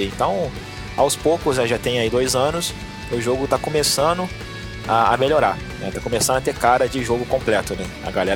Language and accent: Portuguese; Minas Gerais, Brazil; accent: mixed; Pior que nem sou, cara, sou mineiro.